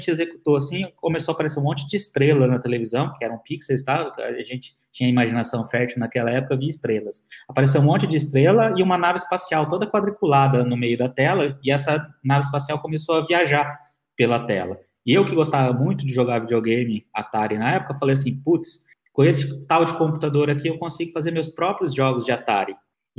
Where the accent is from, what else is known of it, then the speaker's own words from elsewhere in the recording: Fernandópolis, São Paulo, Brazil; fomos para uma cidade no interior de São Paulo, chamada São José do Rio Preto. É perto da cidade onde eu nasci, que é Fernandópolis, no estado de São Paulo. Eu sou paulista.